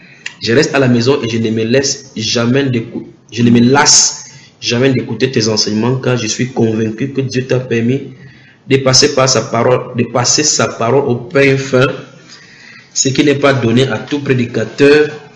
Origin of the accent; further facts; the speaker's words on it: Martinique; je suis des Antilles, la Martinique.